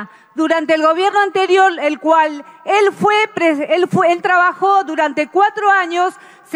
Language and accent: Spanish; Tierra del Fuego, Argentina; Somos miles los fueguinos y fueguinas que sentimos, senadora, el abandono nacional.